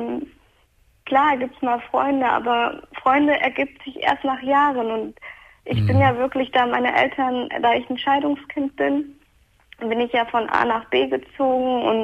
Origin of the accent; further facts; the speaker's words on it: Turkey; Ich bin Türkin